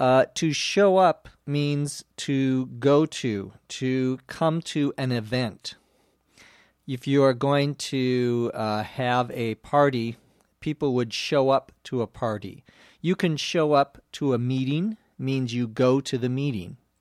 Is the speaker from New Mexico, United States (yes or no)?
no; St. Paul, Minnesota, United States; I visit my hometown, which is St. Paul, Minnesota, by the way, about once a year.